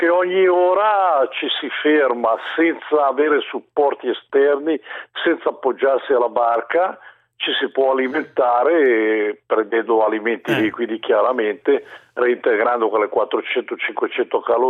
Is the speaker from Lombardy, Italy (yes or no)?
yes; Mandello del Lario, Lombardy, Italy; io da bambino vivevo a Mandello in riva al lago, e sono in una villetta in riva al lago